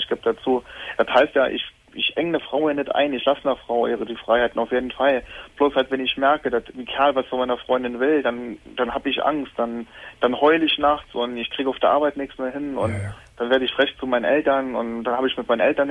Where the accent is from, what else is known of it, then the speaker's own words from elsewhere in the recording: Saarland, Germany; ich komme aus dem Saarland